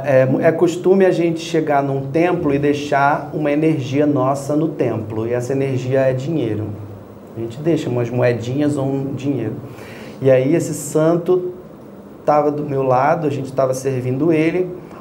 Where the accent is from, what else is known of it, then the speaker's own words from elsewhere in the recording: Rio de Janeiro, Brazil; eu sou carioca, moreno, cabelo encaracolado, botafoguense, estudei Índia.